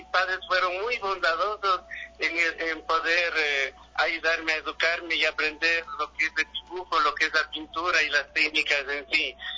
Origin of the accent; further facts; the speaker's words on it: Otavalo, Imbabura, Ecuador; Yo soy ecuatoriano, yo soy otavaleño, entonces tengo que pintar nuestras costumbres, nuestras cosas que están cerca.